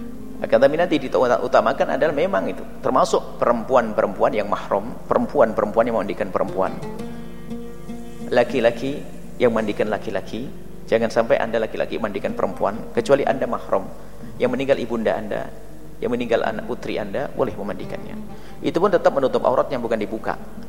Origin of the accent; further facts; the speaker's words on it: Cirebon, West Java, Indonesia; Nanti Cirebon saja, saya orang Cirebon ya.